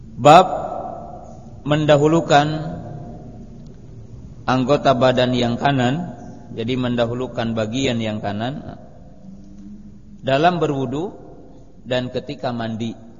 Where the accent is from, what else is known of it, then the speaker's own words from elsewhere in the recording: West Java, Indonesia; Lakob itu dalam bahasa kita orang Jawa Barat lanihan